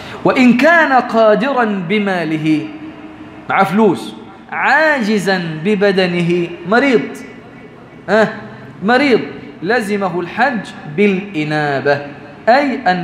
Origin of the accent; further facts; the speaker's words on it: Egypt; احنا كمصريين بنموت في التسليك